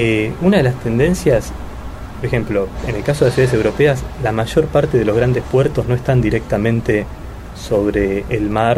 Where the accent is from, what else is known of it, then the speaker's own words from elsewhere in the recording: Argentina; si bien yo soy argentino, siento un gran afecto por el Uruguay, por los uruguayos